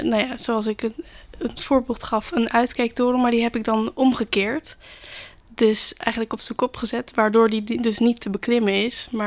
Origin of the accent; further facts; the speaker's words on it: Rotterdam, South Holland, Netherlands; ben 21 jaar. Ik kom uit Rotterdam. Woon ook nog gezellig bij mijn ouders.